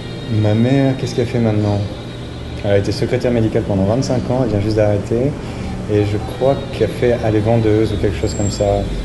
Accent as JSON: {"language": "French", "town": "Poitiers", "region": "Nouvelle-Aquitaine", "country": "France", "tie": "born or raised there", "moved": "as an adult", "lives_now": "Auroville, India", "said": "je suis originaire de France, mais j'habite en Inde dans une ville qui s'appelle Auroville, où je suis depuis 3 ans à peu près."}